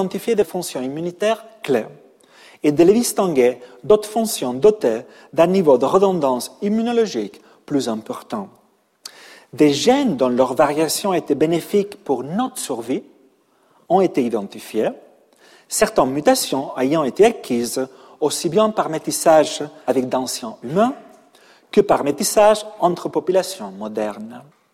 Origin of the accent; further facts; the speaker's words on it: Catalonia, Spain; French is a second language; now in Paris, France; Je suis depuis 20 ans un Parisien, malgré mon accent, mais aussi un Catalan, un Espagnol, un Français et surtout un Européen.